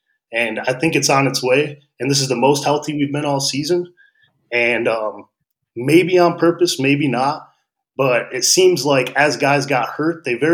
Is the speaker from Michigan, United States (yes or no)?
yes; Michigan, United States; And I mean, I grew up in Michigan and we always liked the Tigers.